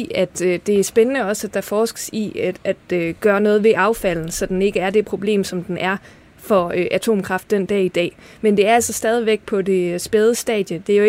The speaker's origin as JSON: {"language": "Danish", "town": "Skive", "region": "Central Denmark Region", "country": "Denmark", "said": "For jeg kommer selv fra Skiveområdet"}